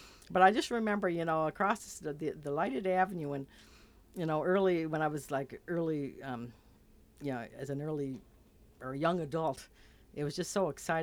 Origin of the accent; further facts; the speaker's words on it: Charlottetown, Prince Edward Island, Canada; Well, my story, I think back to growing up in Charlottetown. And of course, Charlottetown's bigger than it used to be. But I left at age 21 and came back at 29